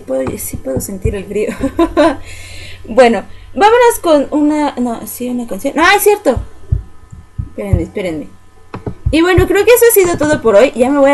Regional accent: Mexico City, Mexico; No, no soy de Monterrey. Yo soy de aquí, de la ciudad, del ex Distrito Federal, ahora Ciudad de México. De mi montañita, aquí en el Ajusco es mi montañita de nieve.

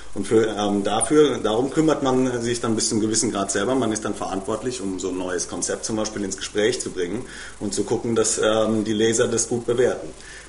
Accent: Germany; ich bin Deutscher, ich kann kaum Spanisch

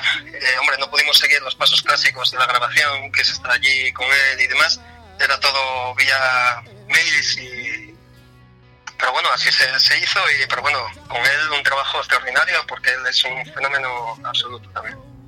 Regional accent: Mieres, Asturias, Spain; yo soy de Mieres, entonces de Mieres de hace muchísimos años, ya éramos amigos

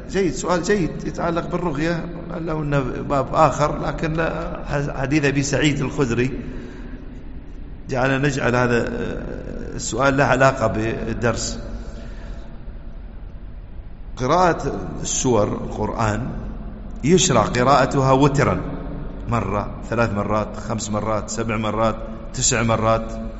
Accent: United Arab Emirates; ويحفظنا ويحفظ بلادنا الإمارات من كل سوء وفتنة

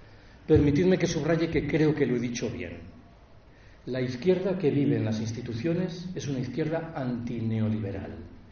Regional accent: Galicia, Spain; Yo soy gallego. En Galicia esa localidad es Betanzos.

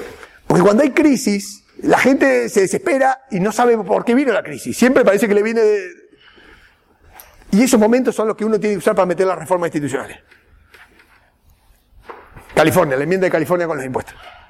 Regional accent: Argentina; Esto lo digo como argentino, donde hay una crisis cada 10 años

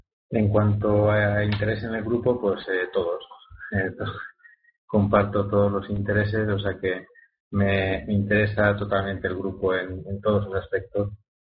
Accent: Madrid, Community of Madrid, Spain; como indica mi nick, soy de Madrid.

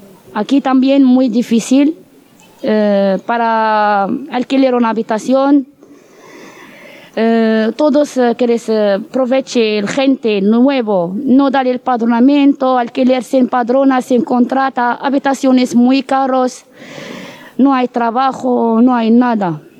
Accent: Morocco; Spanish is a second language; moved away as an adult; now in Spain; de Marruecos. Tengo 31 años. Yo vengo en España para cambiarme la vida.

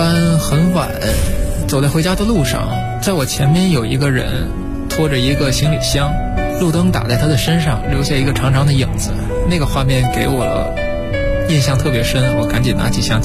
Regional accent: Tianjin, China; 上个月呢我刚过完了30岁的生日，我来自天津，现在在一家网站做图片编辑的工作。

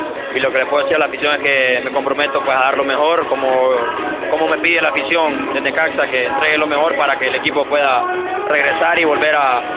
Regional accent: Honduras; te lo digo como hondureño.

